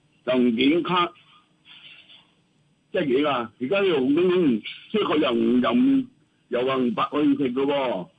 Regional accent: Hong Kong; 我哋香港人

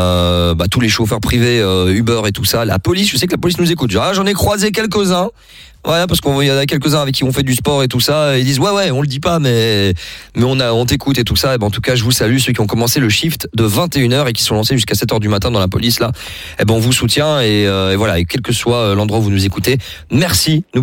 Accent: Anderlecht, Brussels-Capital Region, Belgium; je suis belge, hein, parce qu'on a plein de fois on me demande ouais … quoi t'es français, non je suis belge, je suis en Anderlecht

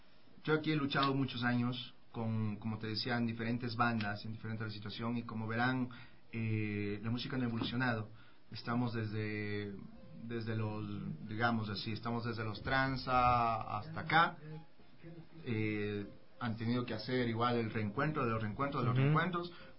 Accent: Ecuador; no, soy de aquí, soy ecuatoriano. Soy ecuatoriano.

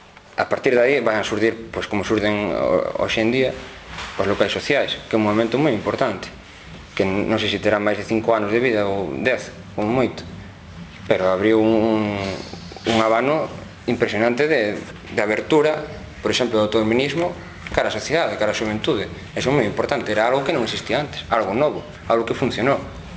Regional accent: Galicia, Spain; ter conciencia que somos galegos e que sendo galegos non somos menos.

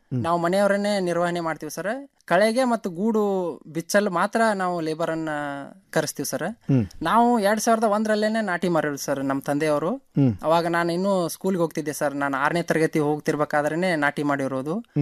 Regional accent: Hirur, Karnataka, India; ನಮ್ಮ ಬೆಳಗಾವಿ ಜಿಲ್ಲೆಯ ಸವದತ್ತಿ ತಾಲೂಕಿನ ಹಿರೂರು ಗ್ರಾಮ ಸರ್.

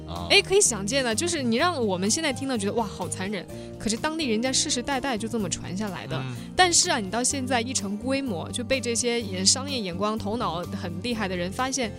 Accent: Jiangxi, China; born there; 其实我是生在那个地方，就是罗霄山脉，我们那儿离湖南非常近。

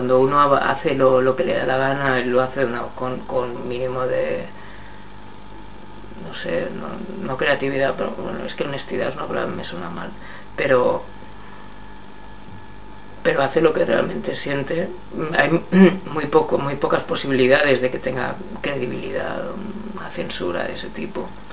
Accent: Madrid, Community of Madrid, Spain; first language Spanish; no porque sea madrileño, sino porque es mi lengua materna y en la que estoy más feliz

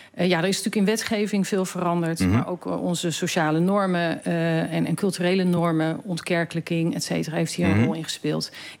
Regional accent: Netherlands; En dat doen we best veel als Nederlanders.

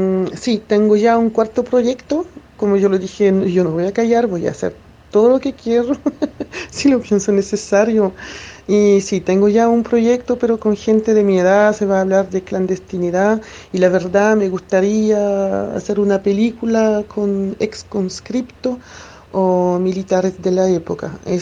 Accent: France; yo, como viví, crecí, nací en Francia

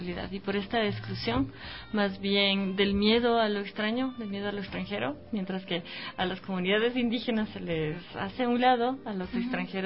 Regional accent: Puyo, Pastaza, Ecuador; also born or lived in Riobamba; yo particularmente soy amazónica andina. Uh-huh. Nací en Riobamba y viví en el Puyo desde que tengo 2 años.

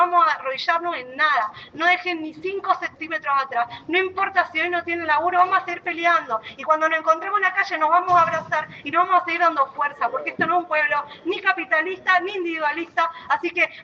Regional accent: Neuquén, Argentina; now in Buenos Aires, Argentina; Soy de la ciudad de Neuquén, nacida y criada en Neuquén, vivo ahora en Almagro.

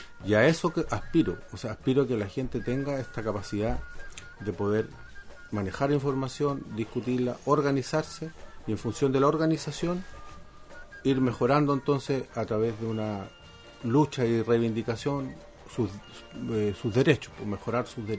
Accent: Chile; Nos tenemos que formar cívicamente como chilenos, como país.

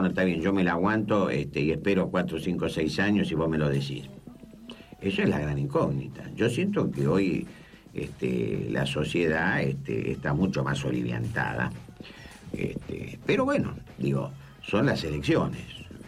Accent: Argentina; porque soy argentino.

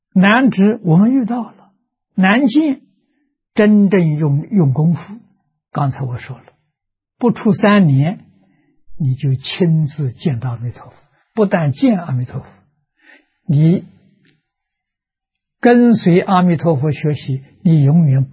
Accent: China; 我们中国人叫昙花啊

